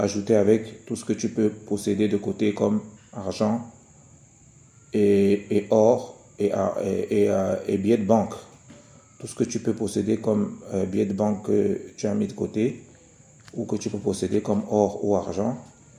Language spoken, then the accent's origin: French; Cameroon; ça, c'est quelque chose qui se fait beaucoup ici chez nous, au Cameroun par exemple.